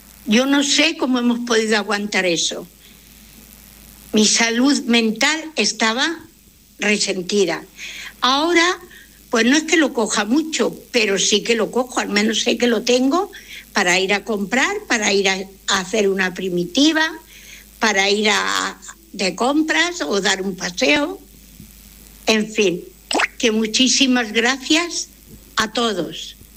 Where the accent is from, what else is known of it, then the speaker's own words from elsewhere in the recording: Barcelona, Catalonia, Spain; de Torrebaró